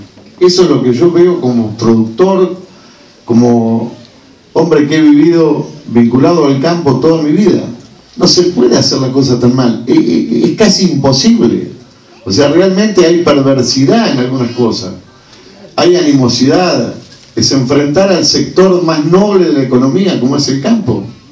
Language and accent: Spanish; Argentina; porque soy un argentino preocupado que leo permanentemente todo lo que puedo y realmente creo que este país tiene mucho para cambiar